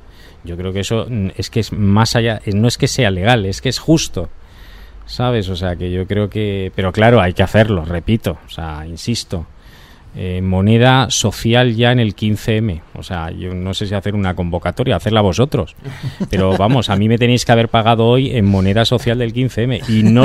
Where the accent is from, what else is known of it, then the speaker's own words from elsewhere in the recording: San Lorenzo de El Escorial, Community of Madrid, Spain; Yo soy de allí, de San Lorenzo del Escorial